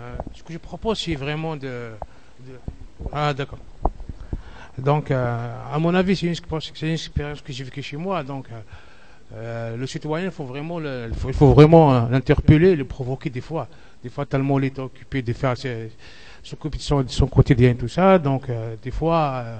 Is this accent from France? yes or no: no; Kabylie, Algeria; C'est un truc que j'ai vu que chez moi en Kabylie